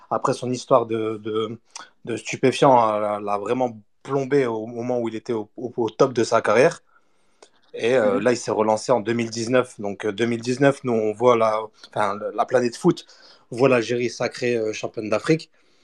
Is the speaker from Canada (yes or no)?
no; Lille, Hauts-de-France, France; Je suis lillois. Et je suis algérien